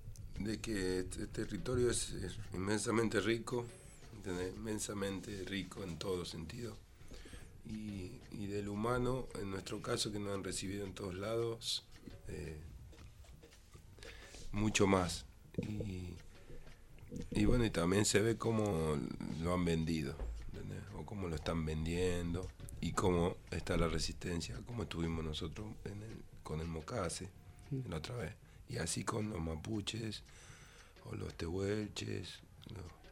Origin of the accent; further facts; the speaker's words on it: La Plata, Buenos Aires Province, Argentina; ¿de dónde sos? No sé, de Estados Unidos no era. De Mississippi, de Chicago, no, era de La Plata.